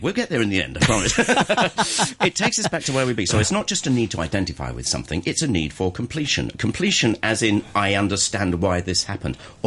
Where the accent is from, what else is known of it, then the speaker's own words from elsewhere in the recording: England, United Kingdom; I grew up in England. I went to school and university in England.